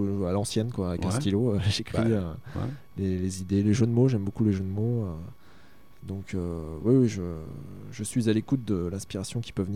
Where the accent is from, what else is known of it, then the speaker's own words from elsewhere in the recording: Montceau-les-Mines, Bourgogne-Franche-Comté, France; Comme beaucoup de personnes en Île-de-France, je viens d'ailleurs. Et je viens de Monceau-les-Mines, en Saône-et-Loire, en Bourgogne.